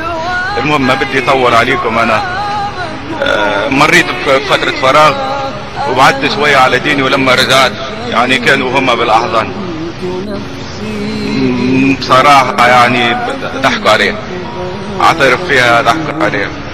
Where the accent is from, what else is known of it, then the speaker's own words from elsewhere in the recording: Tunisia; now in United States; انا بعرفكم نفسي انا شاب تونسي هاجرت لامريكا والاوضاع اللي كنت بعيشها في تونس